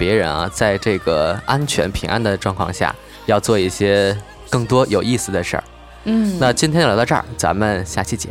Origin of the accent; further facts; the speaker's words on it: China; 这可能就是作为中国人骨子里独有的吧